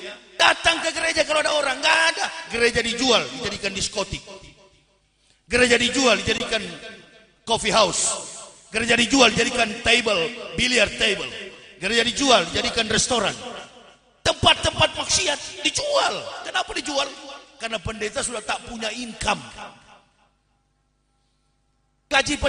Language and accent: Indonesian; Manado, North Sulawesi, Indonesia; Saya orang Manado, ceramah di Manado.